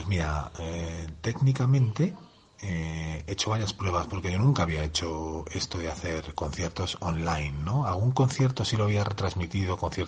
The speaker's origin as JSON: {"language": "Spanish", "town": "Madrid", "region": "Community of Madrid", "country": "Spain", "said": "Pues bueno, en Madrid, sí soy de Madrid también."}